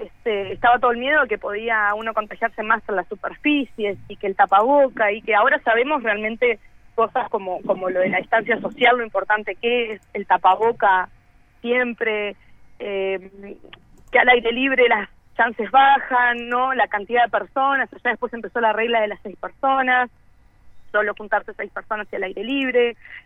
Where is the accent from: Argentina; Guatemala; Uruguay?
Uruguay; moved away; que como uruguayos podíamos entrar acá